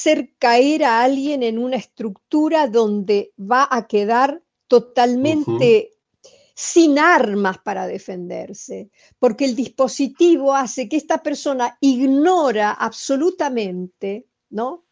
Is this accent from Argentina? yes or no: yes; Argentina; porque soy argentina y porque me interesa, por ejemplo, Argentina.